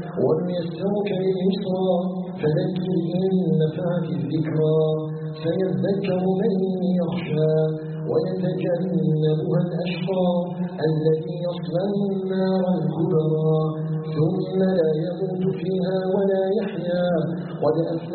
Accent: Algeria; أن يجعل بلدنا الجزائر بلدا آمنا مطمئنا وسائر بلاد المسلمين.

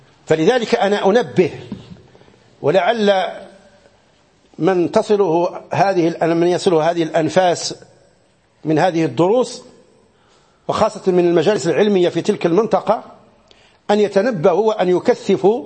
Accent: Morocco; في بعض المناطق عندنا في المغرب

